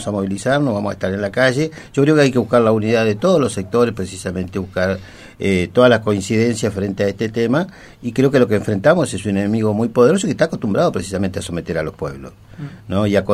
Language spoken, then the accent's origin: Spanish; Argentina; somos todos los argentinos los que pagamos la enorme riqueza